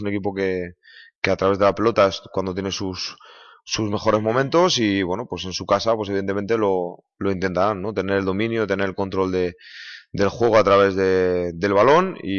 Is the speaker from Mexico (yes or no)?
no; Valladolid, Castile and León, Spain; yo soy de Valladolid, me siento de Valladolid, y bueno, pues volver a casa